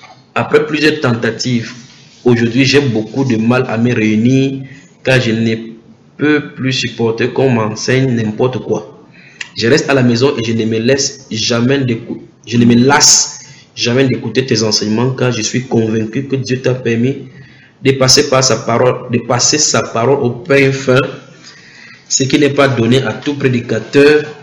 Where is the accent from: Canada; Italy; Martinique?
Martinique; je suis des Antilles, la Martinique.